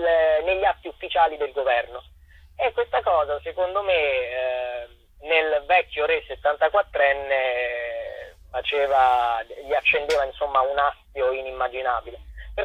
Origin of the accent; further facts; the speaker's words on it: Chieti, Abruzzo, Italy; per un altro spettacolo incentrato sulla storia della mia città natale di Chieti